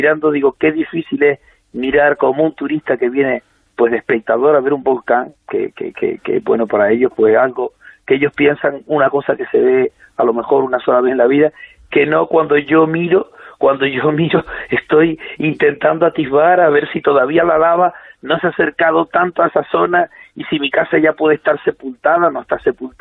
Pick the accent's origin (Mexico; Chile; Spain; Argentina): Spain; Canary Islands; Las lavas estarán por mi pueblo, estarán por la zona que ya ha pasado, y es una sensación bastante mala.